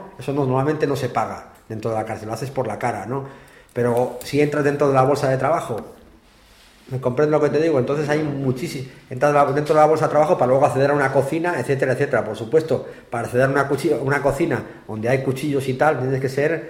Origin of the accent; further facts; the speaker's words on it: León, Castile and León, Spain; yo por ejemplo, que soy de León